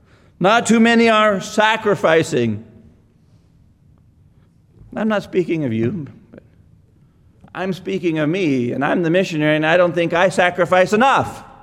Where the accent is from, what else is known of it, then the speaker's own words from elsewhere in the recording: Texas, United States; But my focus is not really on Texas, even though I'm a Texan, you know.